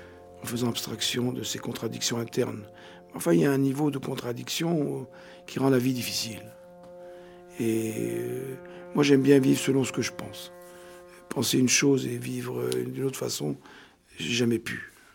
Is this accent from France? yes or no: no; Tunisia; born there; me réconcilier avec mon pays natal, la Tunisie, que j'aime beaucoup et où je vais fréquemment.